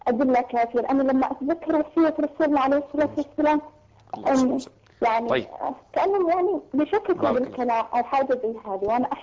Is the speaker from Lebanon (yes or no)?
no; Yemen; إحنا عندنا في اليمن ما يحبوا أحد يذكر سيرة آل البيت